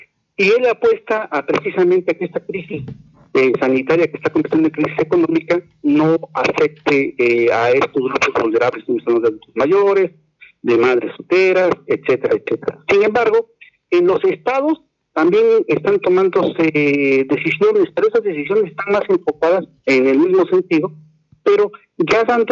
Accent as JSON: {"language": "Spanish", "country": "Mexico", "said": "la identidad que nosotros tenemos como mexicanos"}